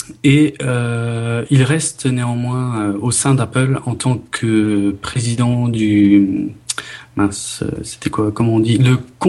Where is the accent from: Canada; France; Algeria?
France; je suis français, soit dit en passant.